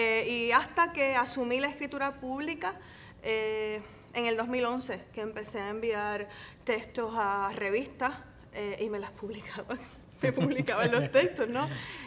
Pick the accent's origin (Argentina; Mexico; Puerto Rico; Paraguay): Puerto Rico; San Sebastián; yo vengo de San Sebastián, ¿verdad?, de un área que no está tan expuesta como en el área metropolitana a librerías, a lecturas poéticas